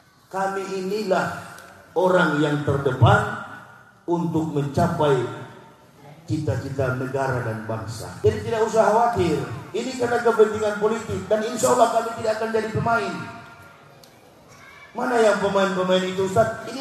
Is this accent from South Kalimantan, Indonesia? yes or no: no; Manado, North Sulawesi, Indonesia; Saya orang Manado.